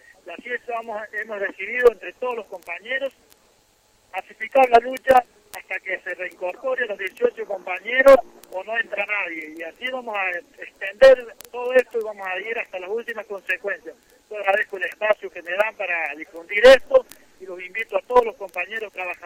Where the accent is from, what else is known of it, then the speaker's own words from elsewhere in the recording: San Luis, Argentina; yo vengo desde San Luis, de la fábrica Tirolit.